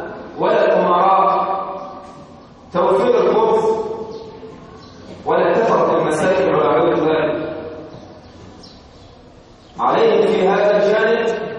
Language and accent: Arabic; Egypt; عندنا في مصر بعض المحاكم في بعض المحافظات كأنها عزة